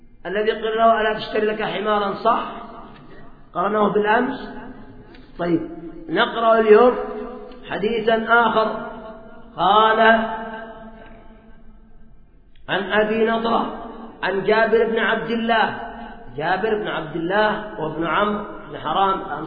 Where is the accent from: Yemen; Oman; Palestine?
Yemen; وعندنا في اليمن بنو سلمة هؤلاء في وصاب السابع